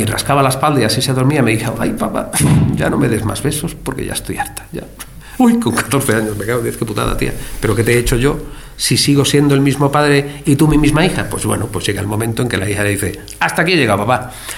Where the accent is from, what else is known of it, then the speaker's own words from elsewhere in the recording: Archidona, Andalusia, Spain; Mire usted, yo soy de Archidona, aquí tienen ustedes un juzgado.